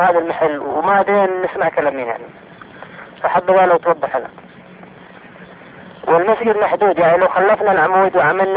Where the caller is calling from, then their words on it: Jeddah, Makkah Province, Saudi Arabia; اقول لك طال عمرك انا كلمك من جدة الان